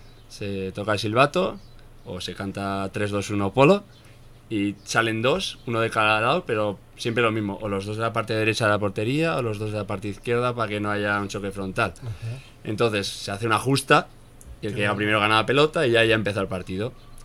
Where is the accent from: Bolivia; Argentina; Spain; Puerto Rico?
Spain; Pamplona, Navarre; Yo soy de Pamplona, entonces por ahí se lleva mucho lo de la cuadrilla.